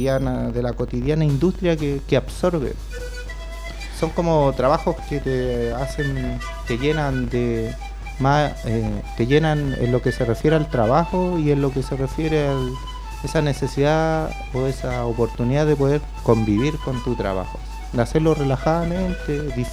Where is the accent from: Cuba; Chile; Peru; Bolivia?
Chile; Puente Alto, Santiago Metropolitan; a mí me toca acá en Puente Alto tener un zapatero que está en la esquina, así, entre se me olvidó el nombre, pero yo soy de los Plátanos con los Robles